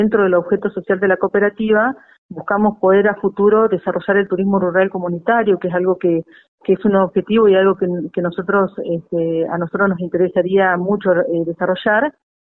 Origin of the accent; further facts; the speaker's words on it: Ingeniero Jacobacci, Río Negro, Argentina; tengo 35 años, soy nacida y criada acá en Ingeniero Jacobacci.